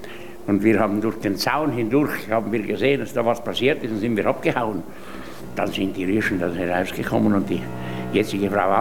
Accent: Graubünden, Switzerland; Ich bin geboren im Jahr 1925. Ich war also, als Ernst Ludwig Kirchner sich das Leben genommen hat, gerade 13-jährig. Ja, ich bin als Bauernbub aufgewachsen in der Nachbarschaft des Heimwesens Wildboden

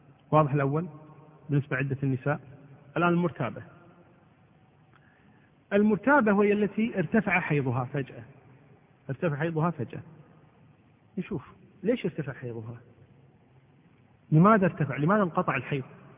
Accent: Kuwait; امرأة المفقود مثل ما حصل بالنسبة للأسرة عندنا في الكويت هنا

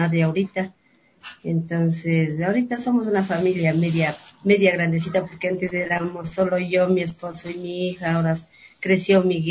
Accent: Calacalí, Pichincha, Ecuador; Bueno, yo soy calacaleña de nacimiento y vivo así hasta la edad que tengo aquí. Soy calacaleña

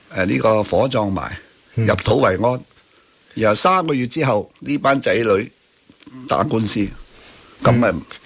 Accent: Hong Kong; 咁等到我哋香港人咧係可以多個選擇啦

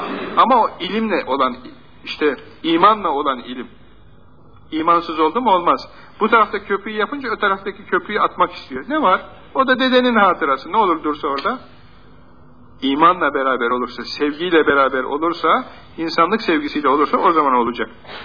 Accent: Ankara, Turkey; Biz de gittik şimdi Ankaralıyız.

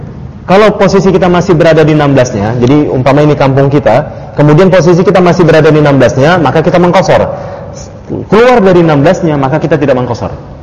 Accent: North Sumatra, Indonesia; Dan bagi saya Sumut adalah kampung saya, begitu.

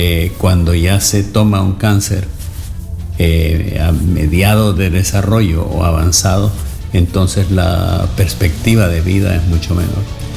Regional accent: Honduras

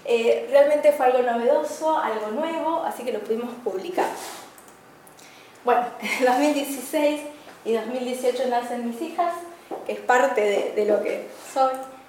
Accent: Misiones, Argentina; now in Corrientes, Argentina; yo vengo de Misiones. Estando en Misiones, en una zona rural, tuve mi primer contacto con las estrellas, porque teníamos un cielo precioso.

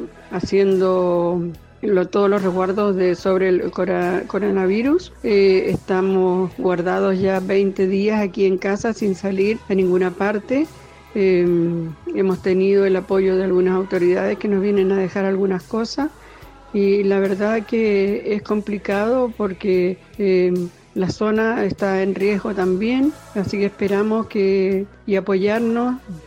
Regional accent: Los Lagos, Chile; soy de Chile, vivo en la región de Los Lagos, en un lugar que se llama Trumao. Estamos nosotros viviendo en una casita que tenemos acá en el campo

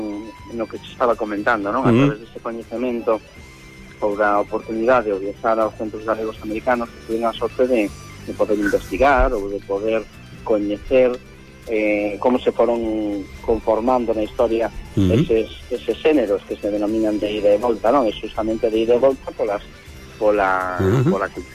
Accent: Poio, Galicia, Spain; eu son de Porto Santo, aquí de Pollo

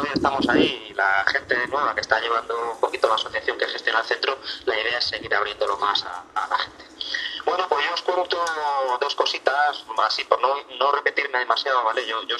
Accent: Madrid, Community of Madrid, Spain; somos de Aluche de toda la vida y hemos estado mucho tiempo en Carabanchel, pero en los últimos tiempos estamos aquí en Usera, aunque no estamos muy integrados, muy asentados, muy enraizados en el barrio y en el distrito

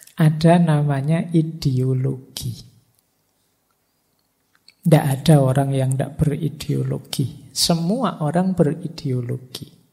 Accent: Padang, West Sumatra, Indonesia; born there; Saya pak kelahiran Padang. Cara berpikir saya begini, cara ekspresi saya begini

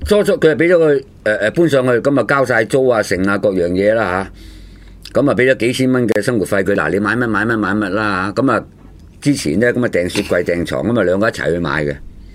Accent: Guangdong, China; 我哋廣東人啊，我哋呢邊啊嗰啲嘅。

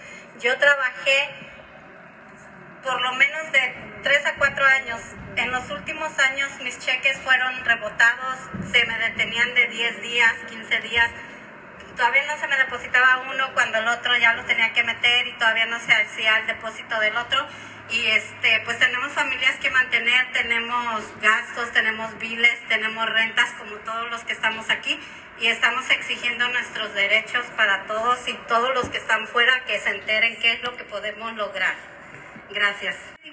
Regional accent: Los Angeles, California, United States; estamos en Santa Ana, California. Yo vengo de Los Ángeles

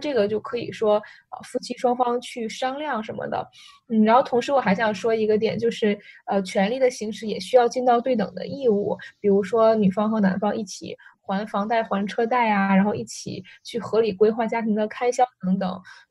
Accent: North China, China; 其实在我们那边，就我是北方人，但是在我们那边也是有这样的传统

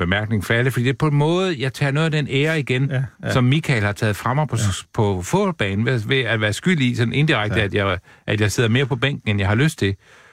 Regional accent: North Denmark Region, Denmark; jeg føler mig altid mest som nordjyde, fordi det er der, jeg sådan... Jeg kommer i puberteten og vokser til og får min uddannelse

